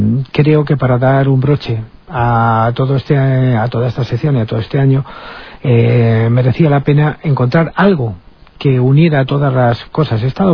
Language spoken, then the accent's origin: Spanish; El Escorial, Community of Madrid, Spain; a pesar de que yo soy del Escorial